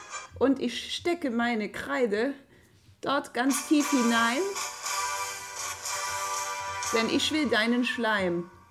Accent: Bavaria, Germany; now in Cologne, Germany; Denn hier im Allgäu, da hat man ja einfach so einen kleinen Faschingszug durchs Dorf gehabt

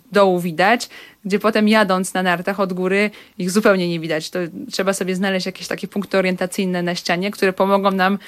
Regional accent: Lodz, Łódź Voivodeship, Poland; To zaczynając od Łodzi, tak, jestem taką stuprocentową łodzianką.

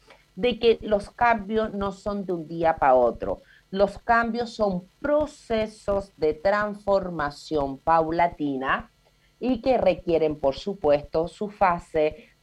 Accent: Chile; Como los chilenos todos nos gusta abreviarlo

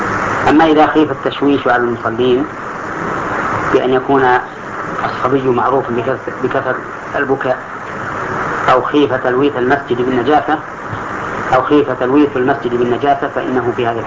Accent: Al-Qassim, Saudi Arabia; عندنا في القصيم لا ذكر لها إطلاقا وهي ميتة

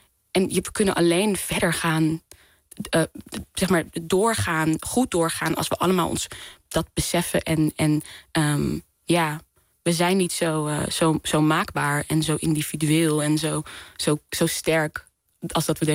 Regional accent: Netherlands; Vooral als Nederlanders, wij geloven allemaal dat we individuen zijn, dat we alles, maakbaarheid en zo, maar eigenlijk is het helemaal niet zo.

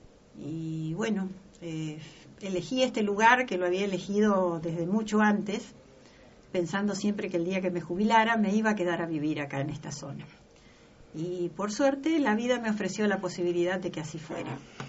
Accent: Puerto San Julián, Santa Cruz, Argentina; also born or lived in Patagonia; 70, voy a cumplir 71. Bueno, soy patagónica. Bien patagónica, soy de Puerto San Julián, provincia de Santa Cruz. He vivido en varios lugares de la Patagonia. Por el trabajo de mi papá viajábamos de un lugar a otro

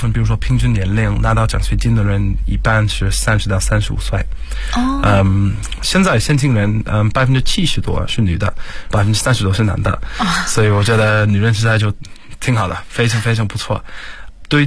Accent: South East England, United Kingdom; Chinese is a second language; now in China; 我来自英国肯特郡，在中国差不多已经要七年左右。

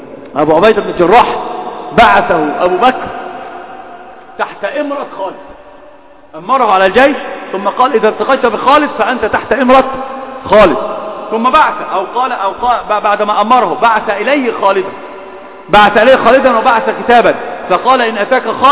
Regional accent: Egypt; تعرف إن أردت عندنا في مصر إيش بيأخلون

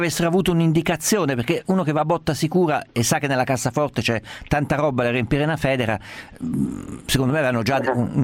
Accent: Perugia, Umbria, Italy; io sono di Perugia, sono nato.

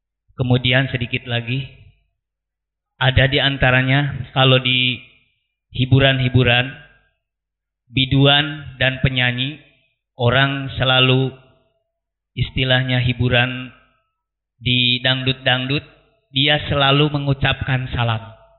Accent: Bogor, West Java, Indonesia; Kami dari Bogor.

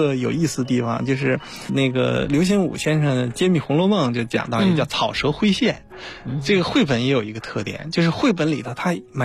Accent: China; 所以我觉得我是一个中国人呢

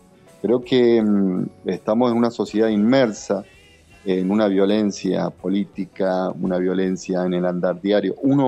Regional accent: Argentina; la forma que nosotros podemos caminar como argentinos para traer un mañana mejor.

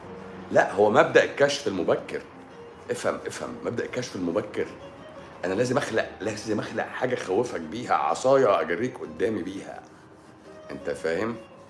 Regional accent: Egypt; انت ناسي ان احنا المرض بالوراثه عندنا في مصر هنا؟

